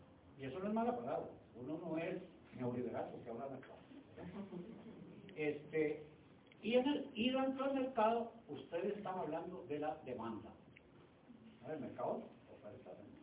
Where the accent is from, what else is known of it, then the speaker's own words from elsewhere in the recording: Cartago, Costa Rica; Yo me crié en Cartago